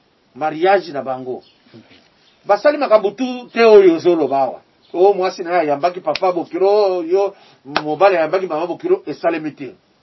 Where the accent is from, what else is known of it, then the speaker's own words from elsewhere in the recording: Paris, Île-de-France, France; moi je suis parisien hein.